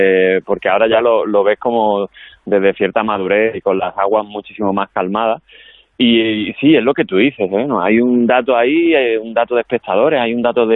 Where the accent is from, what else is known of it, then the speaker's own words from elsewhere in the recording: Andalusia, Spain; porque como sea andaluz